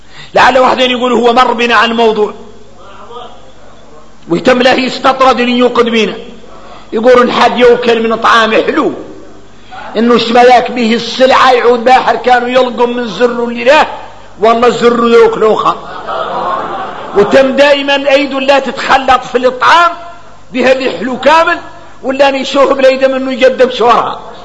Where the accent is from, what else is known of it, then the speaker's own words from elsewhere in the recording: Mauritania; احنا نعرف الحديث متفق عليه غنى احنا موريتاني